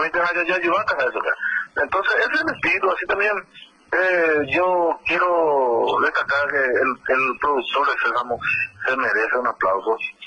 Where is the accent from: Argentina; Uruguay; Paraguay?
Paraguay; eso hay que valorarse como paraguayo